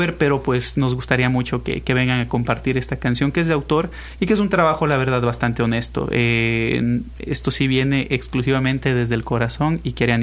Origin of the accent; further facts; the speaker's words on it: Ambato, Tungurahua, Ecuador; moved away; Soy de Ecuador, de la mitad del mundo, y aparte de Ecuador, soy de la mitad de Ecuador, de una ciudad pequeñita llamada Ambato. Salí hacía varios años de allá